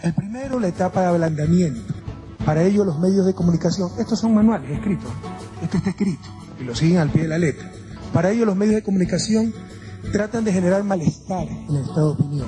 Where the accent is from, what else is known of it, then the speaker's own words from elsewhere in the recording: Ecuador; haber recuperado la esperanza, el orgullo de ser ecuatoriano, compañeros.